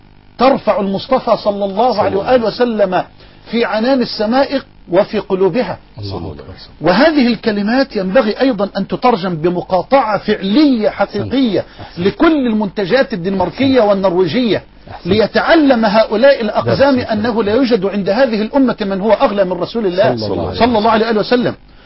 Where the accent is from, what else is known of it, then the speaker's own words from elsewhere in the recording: Egypt; وأخاطب المسؤولين في بلدنا مصر.